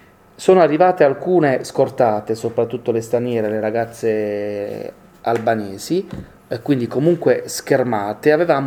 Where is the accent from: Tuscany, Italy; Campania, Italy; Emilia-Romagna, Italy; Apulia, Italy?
Apulia, Italy; Io vengo dalla Puglia, un'area importante per l'agricoltura nazionale che è il sud-est barese